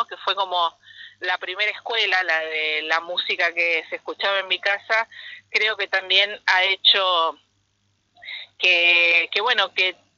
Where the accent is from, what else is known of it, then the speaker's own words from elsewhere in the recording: Buenos Aires, Argentina; born there; now in Salta, Argentina; Yo soy nacida en Buenos Aires, pero hace 10 años que vivo en la provincia de Salta, también en un pueblo, camino a Cafayate.